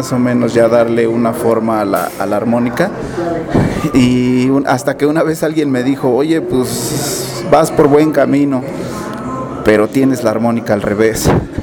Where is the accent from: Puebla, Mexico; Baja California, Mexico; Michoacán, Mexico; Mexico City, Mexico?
Mexico City, Mexico; also born or lived in Durango; Yo no soy de la ciudad, más bien no nací en la Ciudad de México. Yo nací en Durango, pero desde bien chavito ando rolando por acá.